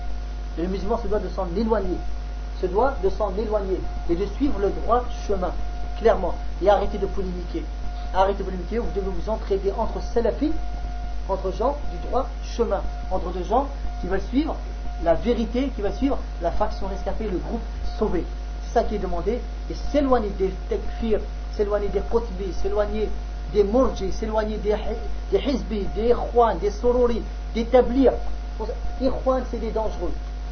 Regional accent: France; Chez nous en France, on les a.

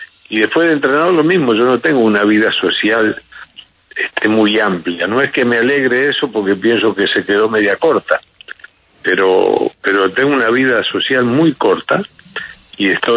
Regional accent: Uruguay; Yo no sé si somos los uruguayos.

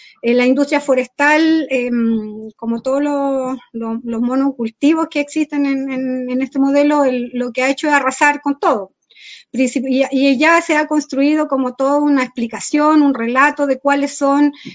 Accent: Freire, Araucanía, Chile; soy del territorio de Freire, cerca de Temuco, acá en la región de la Araucanía, pero hace 7 años vivo en territorio Lafkenche, que es el territorio donde viven los mapuches, cerca de la costa.

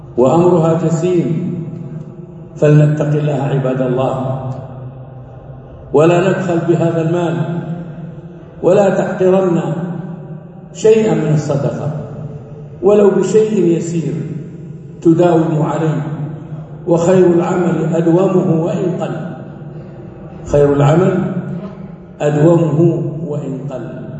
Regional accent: Saudi Arabia; أن تكون بلادنا المملكة العربية السعودية

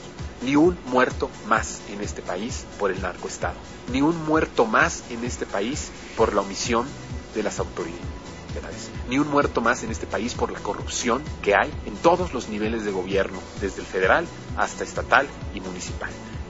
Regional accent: Mexico; porque somos mexicanos

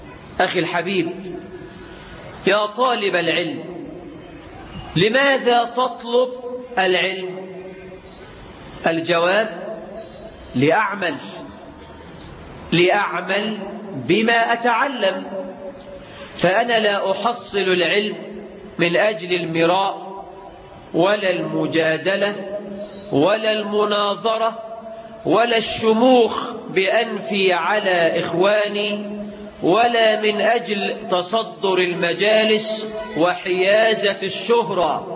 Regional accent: Egypt; واجعل بلدنا مصر آمنة مطمئنة رخاء سخاء

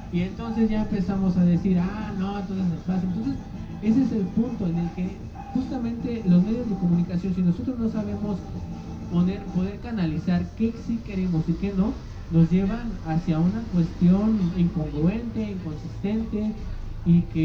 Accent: Mexico; nosotros también como mexicanos muchas veces despreciamos también esa cuestión de los frijoles

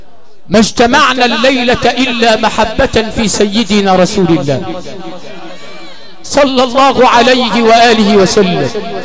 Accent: Sharqia Governorate, Egypt; وعندنا في الشرقيه

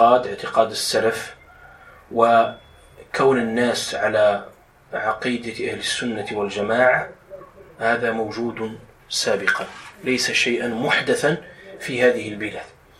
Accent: Morocco; يسهل بما يتلائم مع فهم المغاربة أو دارجتنا المغربية

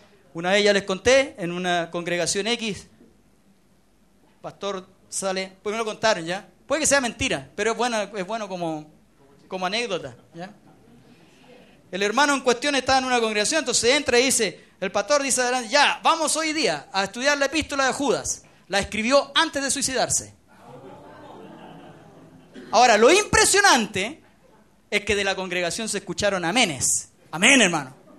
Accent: Chile; Pero nosotros, en general, como chilenos además somos malos para leer

